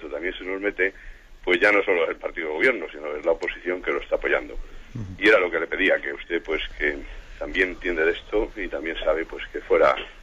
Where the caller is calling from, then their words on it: Salamanca, Castile and León, Spain; de Salamanca.